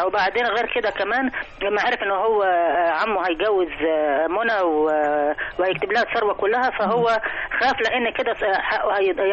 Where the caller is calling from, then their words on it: Cairo, Cairo Governorate, Egypt; من القاهرة.